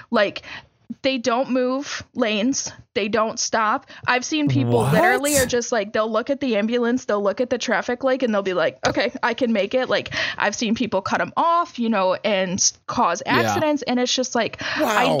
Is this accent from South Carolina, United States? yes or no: no; Michigan, United States; growing up in Michigan, in the area that I grew up in, this was a completely normal thing.